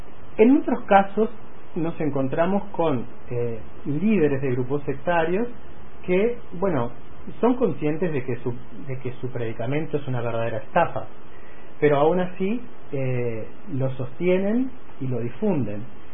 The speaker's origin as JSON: {"language": "Spanish", "country": "Uruguay", "said": "hay en mi país una cierta fantasía de que este tipo de fenómenos inherentes a lo que estamos hablando de los grupos sectarios o los nuevos movimientos religiosos no sucede. En el Uruguay hay todo tipo de prácticas religiosas"}